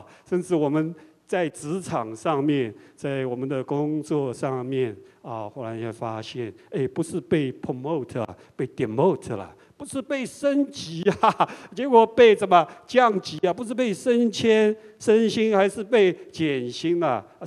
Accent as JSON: {"language": "Chinese", "country": "China", "said": "比我们中国人还要隆重一点"}